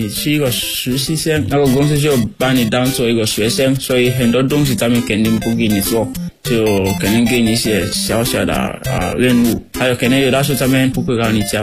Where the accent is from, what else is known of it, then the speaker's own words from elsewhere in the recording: Sierra Leone; Chinese is a second language; now in China; 我来自塞拉利昂，然后我在中国传媒大学已经3年多了，我学习汉语，就是我的专业是国际汉语教育